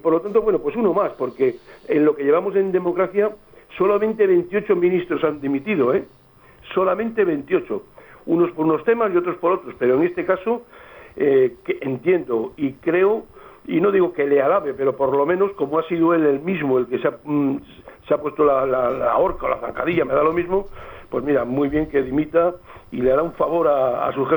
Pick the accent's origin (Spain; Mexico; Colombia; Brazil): Spain; somos españoles de no de segunda, de cuarta